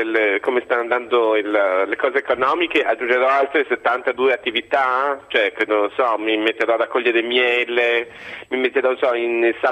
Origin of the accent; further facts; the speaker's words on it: Trieste, Friuli-Venezia Giulia, Italy; born there; Io sono nata a Trieste, sono stato a Torino, quindi frequento, come vedi, tutto l'arco alpino.